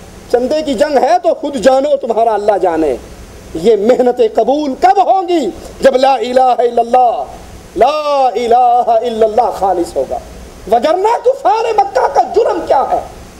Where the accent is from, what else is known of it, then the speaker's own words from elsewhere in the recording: Multan, Punjab, Pakistan; میں ملتان کا رہنے والا ہوں, اپنی آنکھوں کا منظر آپ کو سناتا ہوں